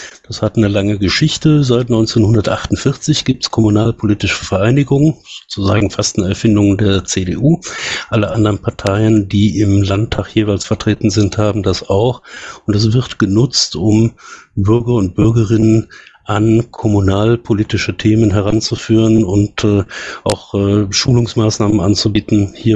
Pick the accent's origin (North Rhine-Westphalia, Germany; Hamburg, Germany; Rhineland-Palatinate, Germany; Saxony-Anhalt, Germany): North Rhine-Westphalia, Germany; Cologne; im Rhein-Sieg-Kreis zu Hause, gebürtig aus Köln